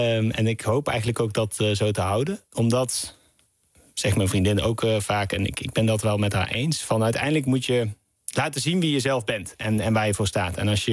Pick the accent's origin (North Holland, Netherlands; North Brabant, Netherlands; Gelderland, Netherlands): North Brabant, Netherlands; Knegsel; dat ik uit Knechtsel kwam. Dat is een heel klein dorpje in Brabant.